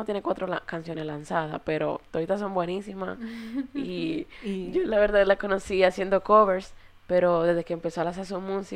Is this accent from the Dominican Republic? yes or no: yes; Dominican Republic; tienes esa dominicanidad que tanto caracteriza a nosotros como dominicanos